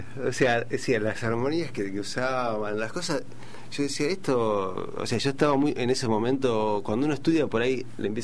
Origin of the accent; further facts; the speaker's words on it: El Palomar, Buenos Aires Province, Argentina; yo vengo de Palomar, ¿no? Yo soy de Palomar